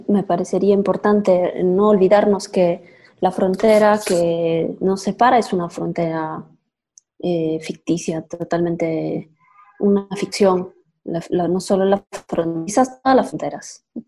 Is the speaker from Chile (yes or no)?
no; Peru; y somos las peruanas o los peruanos